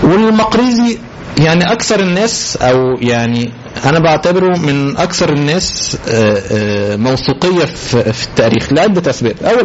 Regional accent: Egypt; طبعا انت عارفين عاداتنا كمصريين تمام، نشتم بعضنا

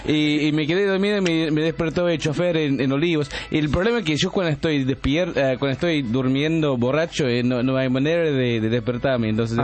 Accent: England, United Kingdom; Spanish is a second language; había tomado más de la cuenta siendo inglés

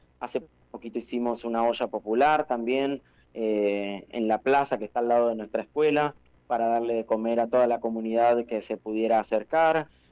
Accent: Huatraché, La Pampa, Argentina; also born or lived in Macachín; casi pampeano, sí, mis pueblos y mi adolescencia la he vivido en Huatraché, en Macachín, también he trabajado para empresas en La Pampa, de viajes estudiantiles, así que tengo parte del corazoncito también pampeano

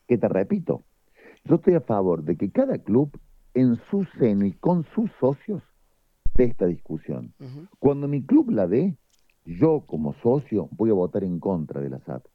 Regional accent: Córdoba, Argentina; desde mi humilde lugar, como cordobés, como legislador provincial

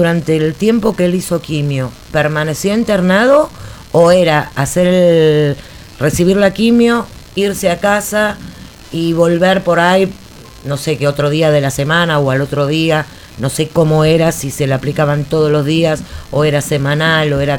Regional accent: Buenos Aires, Argentina; Yo también soy de Barracas, che.

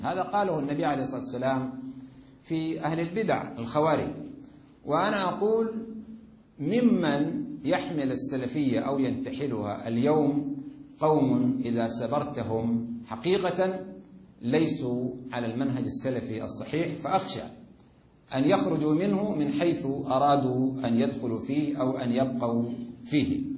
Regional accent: Sudan; وأنا أرى هذا بظهور أو بوضوح في بلدي السودان

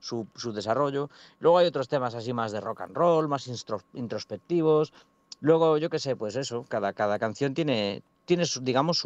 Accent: Galicia, Spain; somos de Galicia, viene mucha gente de Galicia

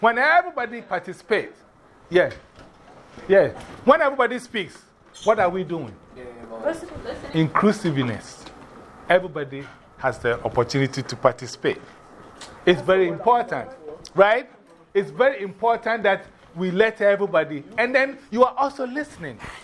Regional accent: Ghana; I come from Ghana. And in Ghana, we also, some of the villages I've been

